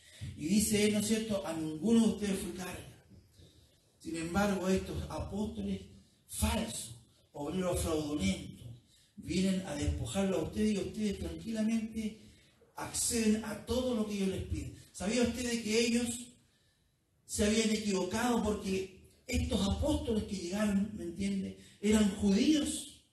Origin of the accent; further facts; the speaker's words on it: Chile; el problema somos los chilenos que siempre andamos con rodeos y buscando por aquí para no herir